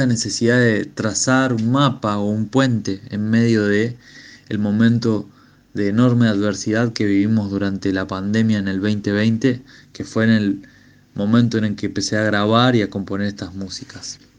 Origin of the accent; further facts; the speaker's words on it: Argentina; soy un músico argentino